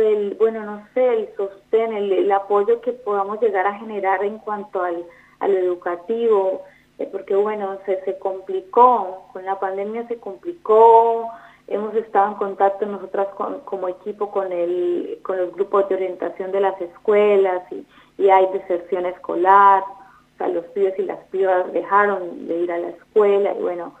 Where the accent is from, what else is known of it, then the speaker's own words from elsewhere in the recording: Colombia; now in Argentina; soy de Colombia, sí, me agarraste ahí la ficha, Juan Pablo, soy de Colombia, no soy argentina, pero bueno, llegué a este país en el 2017, en búsqueda un poco de mejor calidad de vida.